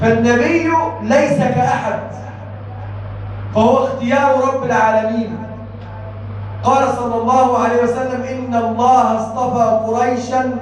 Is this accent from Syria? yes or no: no; Egypt; اجعل بلدنا مصر بلدا امنا، سخاء رخاء وسائر بلاد المسلمين.